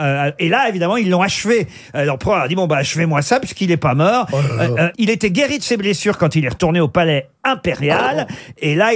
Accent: France; c'est le premier opéra qui a été joué chez nous en France.

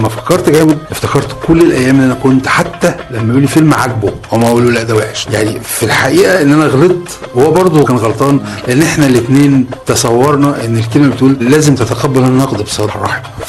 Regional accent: Egypt; يعني احنا مثلا كمصريين ما بندرسش دراما في مدرسة

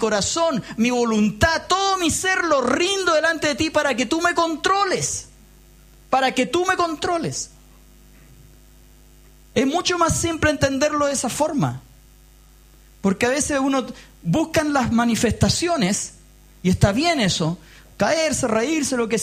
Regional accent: Chile; Nosotros tenemos una característica como sociedad, como pueblo chileno, que somos muy malos para la autocrítica.

